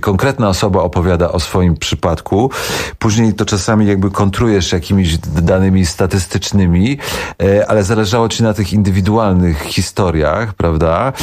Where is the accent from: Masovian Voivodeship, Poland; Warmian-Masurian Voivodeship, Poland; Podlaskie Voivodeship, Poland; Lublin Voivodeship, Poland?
Masovian Voivodeship, Poland; Warsaw; gdzie ja się wychowywałem w bloku w Warszawie.